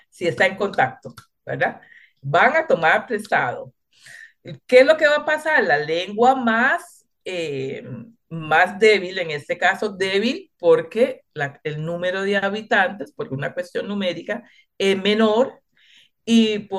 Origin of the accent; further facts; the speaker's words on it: Limón, Costa Rica; first language Limonese Creole; Spanish is a second language; yo hablé criolla antes de hablar español. ¿Verdad? Porque nací en Limón, nací de unos padres que no hablaban español